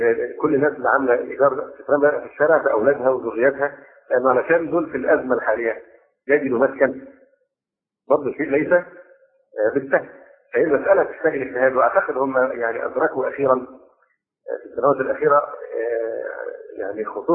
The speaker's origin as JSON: {"language": "Arabic", "country": "Egypt", "said": "هذه القضيه بالذات هنا عندنا في مصر الان مشكله في غايه التعقيد"}